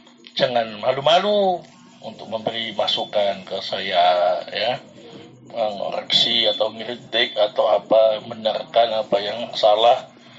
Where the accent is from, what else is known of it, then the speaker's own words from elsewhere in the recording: Sidayu, East Java, Indonesia; mungkin karena saya orang Jawa Timur, ya, Gresik lagi, Sidayu lagi, ya.